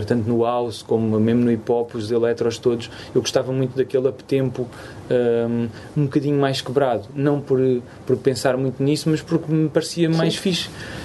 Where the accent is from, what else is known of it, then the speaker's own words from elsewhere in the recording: Angola; now in Portugal; Eu venho de Angola, tipo, tu não bate.